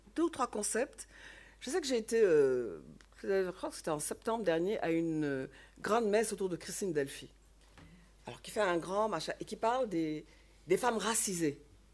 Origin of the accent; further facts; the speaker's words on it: Senegal; À l'époque, je suis sénégalaise et j'ai vécu cette période.